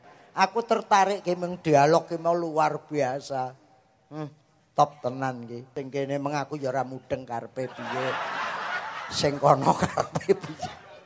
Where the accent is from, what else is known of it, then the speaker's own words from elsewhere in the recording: Cepu, Central Java, Indonesia; aku sendiri kan orang Cepu. Jadi saya itu wong Roto, wong Karangboyo, wong Cepu, jadi wong Mbluro